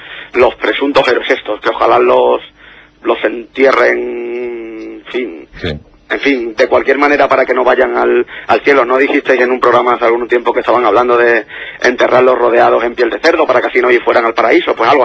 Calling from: Málaga, Andalusia, Spain; Sí, sí, soy de Málaga.

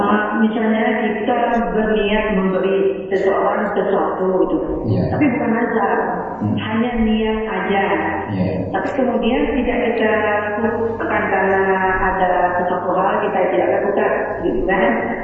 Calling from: Riau, Indonesia; Saya dari Riau, ada main.

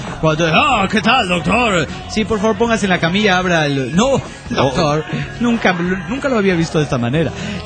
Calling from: Badalona, Catalonia, Spain; de Badalona, Barcelona, España.

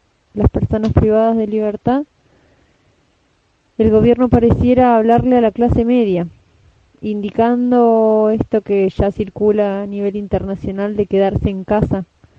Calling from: La Plata, Buenos Aires Province, Argentina; Los Hornos, La Plata. Desde acá, junto con compas de Capital Federal y el oeste del conurbano bonaerense, estamos en solidaridad

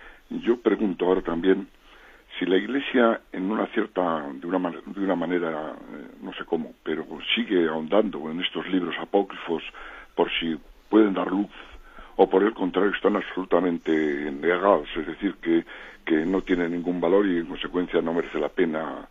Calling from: Bilbao, Basque Country, Spain; de Bilbao.

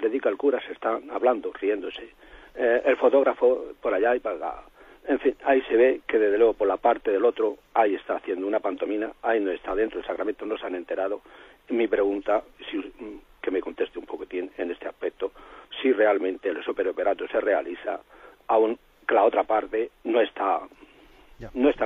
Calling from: Murcia, Region of Murcia, Spain; de Murcia.

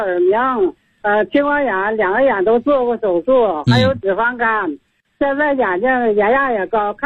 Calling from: Suihua, Heilongjiang, China; 我是来自龙江绥化的，今年70岁了。

